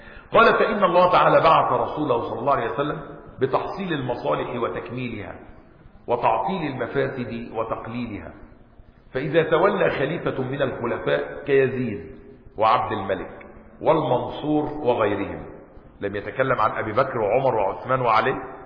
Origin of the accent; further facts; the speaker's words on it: Egypt; اسكندريه ممنوعه علينا كمصريين ولا ايه؟